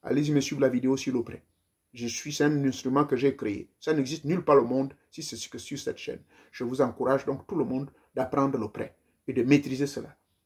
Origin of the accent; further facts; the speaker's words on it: Gabon; born there; comme je suis né au Gabon